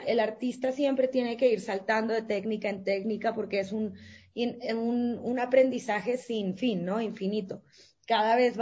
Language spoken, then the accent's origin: Spanish; Colombia; also born or lived in Ecuador; yo nací en Colombia, soy colombiana, pero viví 5 años en Ecuador.